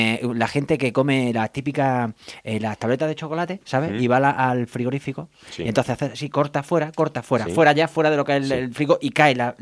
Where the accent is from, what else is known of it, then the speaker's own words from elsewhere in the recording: Córdoba, Andalusia, Spain; Y mira que yo soy de Córdoba y debería estar acostumbrado